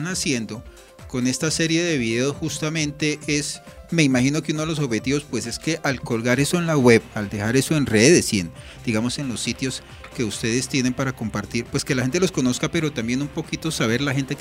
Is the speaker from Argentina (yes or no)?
no; Boyacá, Colombia; now in Soacha, Colombia; yo llevo 24 años en esta ciudad, aunque yo sí soy, bueno, yo soy boyacense y duré muchos años allá, pero también 24 años en el municipio